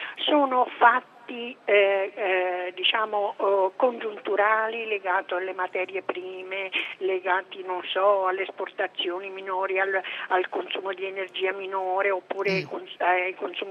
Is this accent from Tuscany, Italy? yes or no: yes; Tuscany, Italy; Da buona toscana, bevo del buon vino toscano